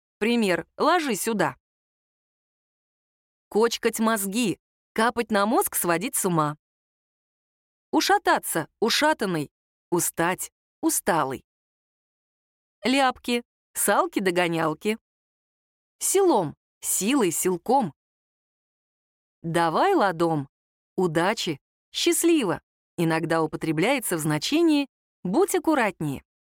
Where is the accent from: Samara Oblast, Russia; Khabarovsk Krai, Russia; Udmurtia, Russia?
Udmurtia, Russia; Votkinsk; Мой отец русский, мать татарка. Я родилась, выросла и живу в Удмуртии. Это моя родина, моя гордость и моя любовь.